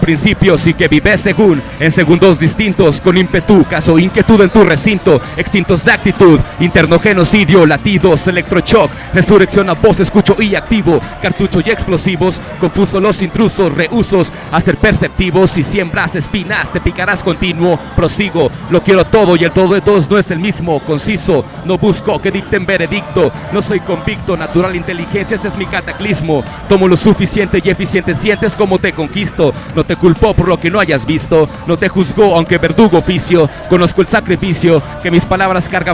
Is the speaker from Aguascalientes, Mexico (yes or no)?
yes; Aguascalientes, Mexico; now in Vancouver, Canada; Sí, soy de aquí de Aguascalientes.